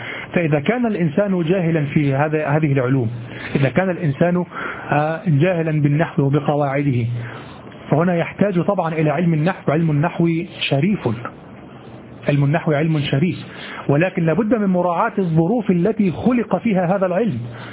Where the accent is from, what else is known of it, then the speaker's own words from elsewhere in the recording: Egypt; accent: Egyptian; وبضم الحاء في لهجتنا المصرية يكون صوتها مهينا جدا